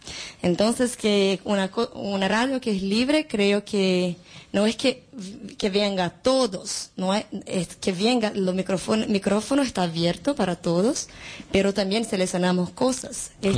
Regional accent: Brazil; Spanish is a second language; yo vengo de Brasil, hago radio en Brasil también, Radio Muda.

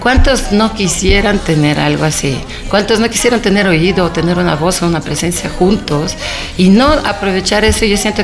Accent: Saint Petersburg, Russia; Spanish is a second language; en Rusia, en mi tierra, en San Petersburgo

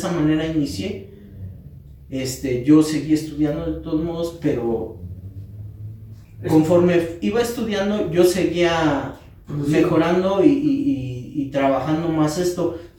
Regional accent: Metepec, State of Mexico, Mexico; Soy maestro artesano de Metepec, Estado de México.

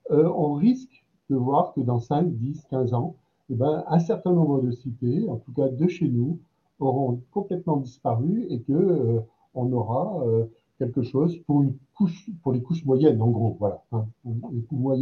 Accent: Strasbourg, Grand Est, France; Je suis de Strasbourg, pour juste préciser un tout petit peu les choses.

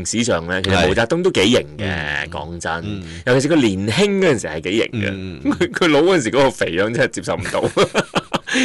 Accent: China; 啊，我哋中国人系好有趣嘅一个民族嚟嘅

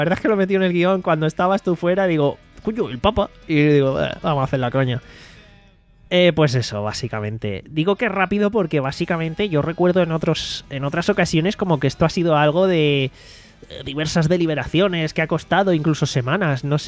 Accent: Málaga, Andalusia, Spain; me interesa la info porque encima soy de Málaga y me veo en la duda

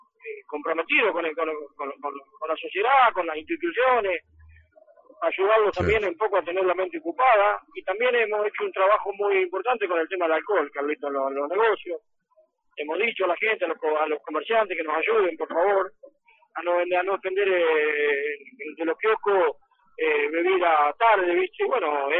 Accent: Roque Pérez, Buenos Aires Province, Argentina; lucho para que mi pueblo esté en los mejores pueblos de la provincia de Buenos Aires

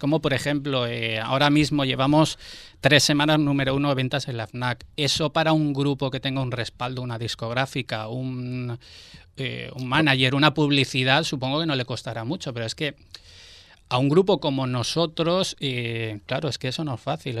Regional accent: Barcelona, Catalonia, Spain; now in Valencia, Spain; yo nací y crecí en Barcelona

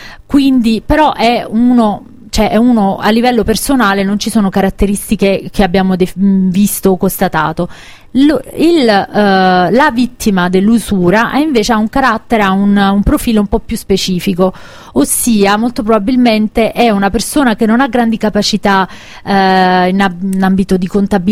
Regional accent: Caserta, Campania, Italy; la mia terra, quindi a Caserta, alla Campania

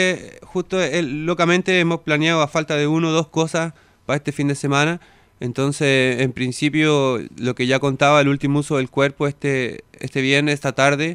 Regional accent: Chile; y yo soy de Chile.

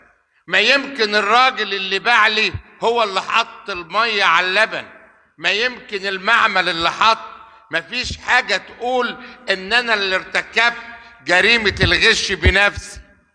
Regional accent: Shubra, Cairo Governorate, Egypt; وأنا أصلا ابن شبرا وابن الساحل

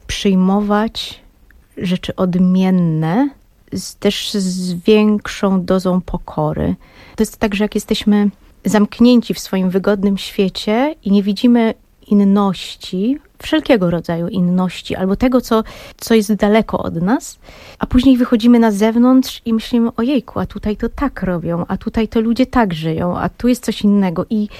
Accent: Warsaw, Masovian Voivodeship, Poland; born there; also born or lived in Berlin; Tak, urodziłam się w Warszawie, ale nie wychowałam na Pradze.

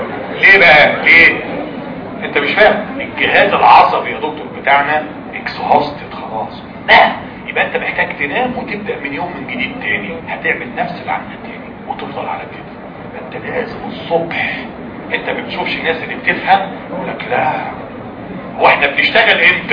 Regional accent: Egypt; احنا كلنا كمصريين بنغلط فيها كل الفئات الشعب بتغلط فيها

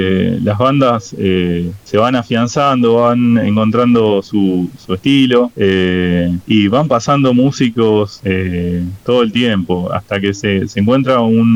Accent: Burzaco, Buenos Aires Province, Argentina; somos de Bursaco, se forma en Bursaco la banda, la mayoría somos de acá de Bursaco

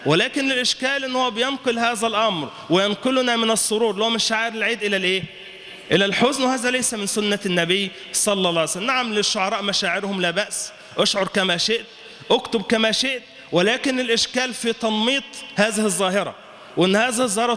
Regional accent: Egypt; المتنبي كان عندنا في مصر

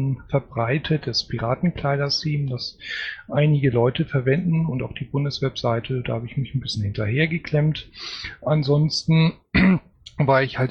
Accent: Northern Germany, Germany; Ich bin Norddeutscher, das kann ich nicht.

